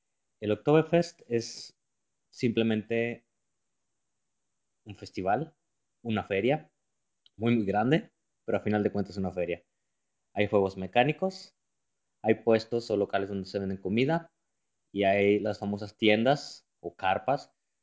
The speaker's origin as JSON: {"language": "Spanish", "country": "Mexico", "moved": "as an adult", "lives_now": "Germany", "said": "Yo soy de México y ahora vivo en Alemania, en el sur, más exactamente en el estado de Baviera, o Bavaria, como algunos lo conocen, por su nombre en inglés. Bueno, pues aquí ya llevo 5 años trabajando"}